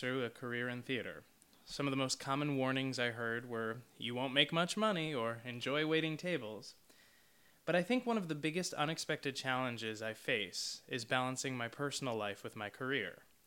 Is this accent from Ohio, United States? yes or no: no; New York, United States; I'm very fortunate that I grew up just outside of New York City, so my family is close by.